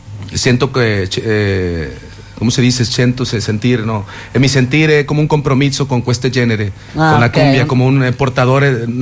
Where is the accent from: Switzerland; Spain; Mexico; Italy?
Mexico; Monterrey, Nuevo León; Italian is a second language; io sono della città di Monterrey, Nuovo León, dove è … dove sta tutto questo movimento della cumbia che arriva da Colombia